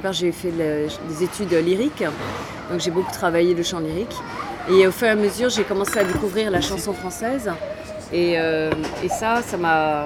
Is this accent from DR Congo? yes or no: no; Schiltigheim, Grand Est, France; born there; moi, donc, je suis née à Strasbourg, à Schiltigheim, exactement, petite ville à côté.